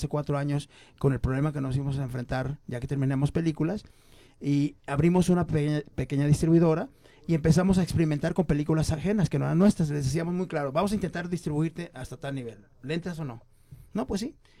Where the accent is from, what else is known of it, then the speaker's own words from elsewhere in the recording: Mexico; Somos más los mexicanos que vivimos afuera del DF que el DF.